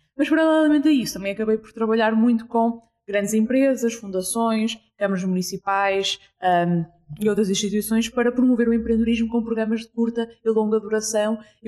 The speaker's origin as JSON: {"language": "Portuguese", "town": "Porto", "region": "Norte", "country": "Portugal", "said": "27 anos, sou do Porto."}